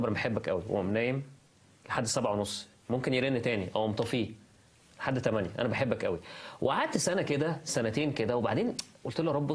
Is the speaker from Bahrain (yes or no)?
no; Egypt; عارف انه تحدي بالذات لينا كمصريين، انا عارف انه تحدي، احنا بنسهر متاخر جدا بالذات بقى في المدن الكبيره